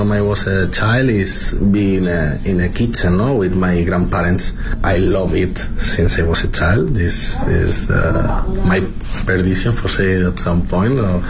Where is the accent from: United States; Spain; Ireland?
Spain; Madrid, Community of Madrid; now in Beijing, China; I'm the chef of Agua, 28 years old. I'm coming from Spain, from Madrid. I'm already in Beijing almost 3 years.